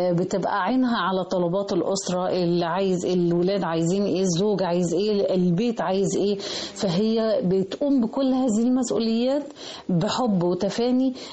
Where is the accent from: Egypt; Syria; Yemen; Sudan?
Egypt; أن احنا أسرة مصرية ناجحة